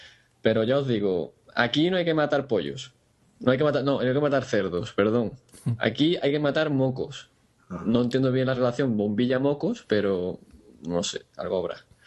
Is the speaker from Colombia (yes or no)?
no; Cádiz, Andalusia, Spain; Compartimos camellos, somos de Cádiz los dos, ¿eh?